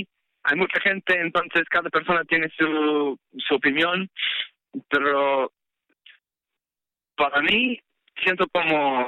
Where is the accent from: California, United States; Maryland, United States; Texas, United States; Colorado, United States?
California, United States; San Buenaventura; Yo soy de un poco más norte que usted, soy de San Buenaventura, California.